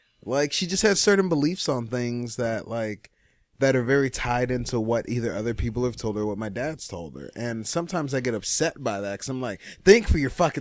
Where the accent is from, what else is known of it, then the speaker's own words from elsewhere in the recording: Nigeria; But yeah, me being Nigerian, I've dealt with a lot of fuck.